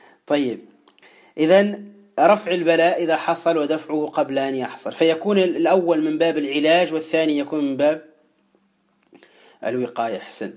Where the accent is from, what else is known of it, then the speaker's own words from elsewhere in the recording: Tunisia; وهو الكلمة التي تقال عندنا في تونس